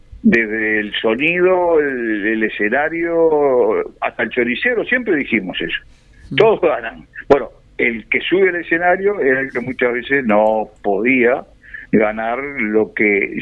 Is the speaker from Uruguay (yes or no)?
yes; Canelones, Uruguay; Sí, soy un canario sembrador